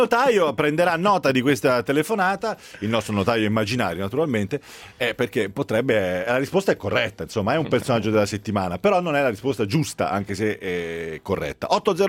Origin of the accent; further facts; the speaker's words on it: Pistoia, Tuscany, Italy; io sono di Pistoia.